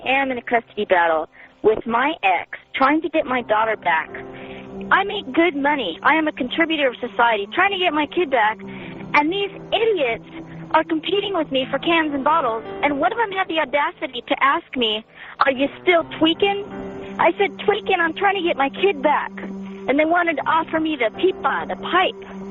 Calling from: Oceanside, California, United States; I'm calling from Oceanside, and boy, do I have a story for you.

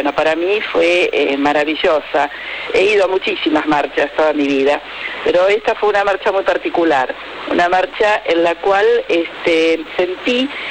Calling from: Olivos, Buenos Aires Province, Argentina; de Olivos.

